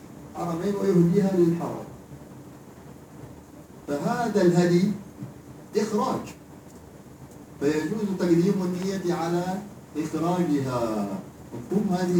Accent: Hadhramaut, Yemen; now in Egypt; زي ما بنقول عندنا في حضرموت

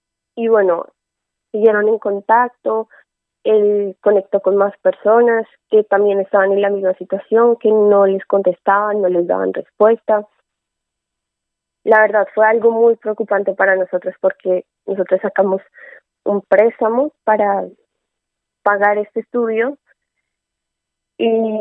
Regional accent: Colombia; moved away as an adult; now in Crevillent, Spain; Yo soy colombiana. Llegué no hace mucho aquí a España para continuar con mis estudios y buscando cerca a donde yo estoy actualmente, que es en Crevillentes.

